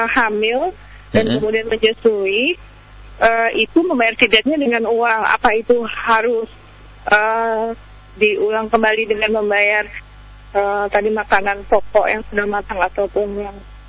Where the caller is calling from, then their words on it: Tangerang, Banten, Indonesia; dari Tangerang.